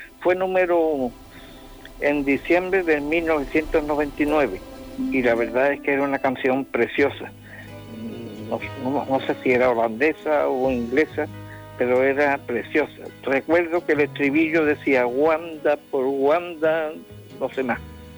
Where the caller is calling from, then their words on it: Jerez, Andalusia, Spain; de Jerez.